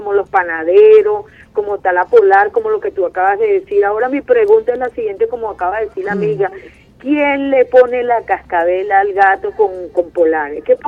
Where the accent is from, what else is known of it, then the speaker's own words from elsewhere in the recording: Venezuela; habemos bastante venezolanos que queremos a Venezuela como nuestro país que es y hemos vivido